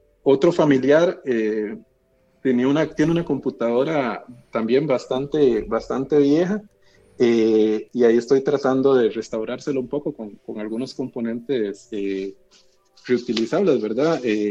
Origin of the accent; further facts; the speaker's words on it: San José, Costa Rica; Yo soy de San José, estoy acá en la capital.